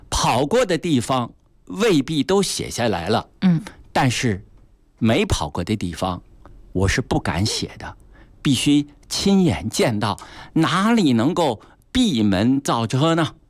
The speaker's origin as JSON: {"language": "Chinese", "region": "Beijing", "country": "China", "said": "对我们北京人，对我们中国人，还包括对世界的朋友，我们都应该呢加强介绍"}